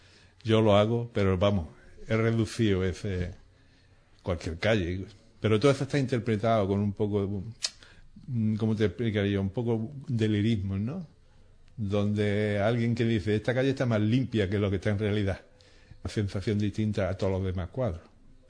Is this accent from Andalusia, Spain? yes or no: yes; Ubrique, Andalusia, Spain; La temática de la pintura urbana de mi pueblo, que yo nunca en mi pintura siempre se ve Ubrique.